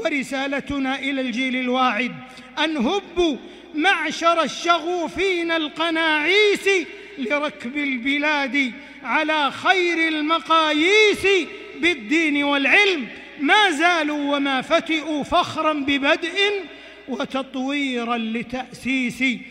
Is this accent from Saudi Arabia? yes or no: yes; Saudi Arabia; وإننا لنشكر الله عز وجل على ما حبى به بلادنا المملكة العربية السعودية